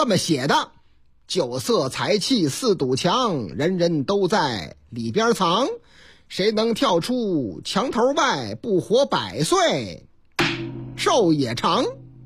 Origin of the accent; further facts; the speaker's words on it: Northeast China, China; accent: Northeastern; 哎呀妈呀，哎呀，怎么东北口音呢？你看这事儿是发生在我老家吗？